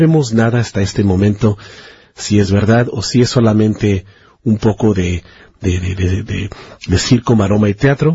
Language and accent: Spanish; Michoacán, Mexico; yo también soy de Michoacán, por eso es que este tema es bueno, mi familia es de Michoacán